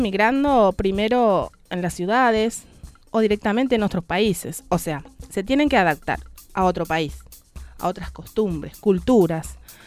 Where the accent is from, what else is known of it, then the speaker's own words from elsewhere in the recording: Paraguay; Yo vengo del campo, de una familia campesina, gente trabajadora. Fui en una escuela rural hasta el noveno grado. Después fui al pueblo para cursar mi bachillerato.